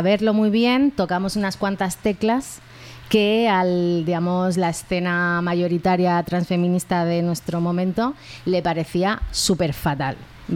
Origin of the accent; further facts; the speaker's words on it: Andalusia, Spain; ya es que en Barcelona, ¿no? De como andaluza